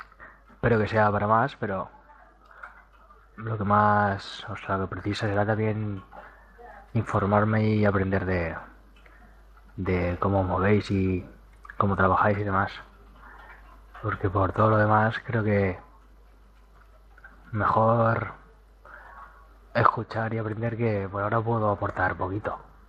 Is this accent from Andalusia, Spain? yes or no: no; Albacete, Castilla-La Mancha, Spain; Creo que soy el único de Albacete, ¿no?